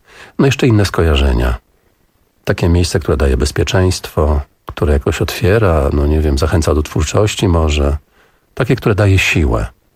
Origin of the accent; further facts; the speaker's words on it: Augustów, Podlaskie Voivodeship, Poland; Jestem chłopak z Augustowa.